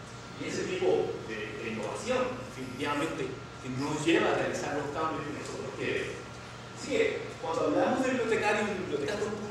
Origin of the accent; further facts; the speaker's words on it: Lares, Puerto Rico; en uno de estos periódicos de mi pueblo, yo estoy de Lares, un maestro se le ocurrió sacar una noticia sobre los libros que yo había leído